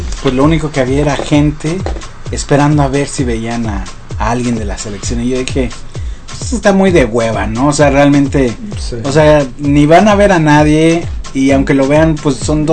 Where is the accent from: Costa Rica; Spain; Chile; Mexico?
Mexico; Pero siendo mexicanos, siendo como somos